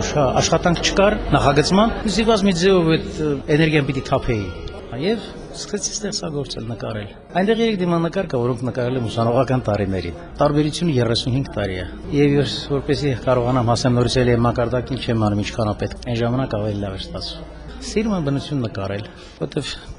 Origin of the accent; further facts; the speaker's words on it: Goris, Syunik, Armenia; born there; Ծնվել եմ Գորիսում, սովորել եմ Երևանի Պոլիտեխնիկական ինստիտուտի ճարտարապետական բաժնում։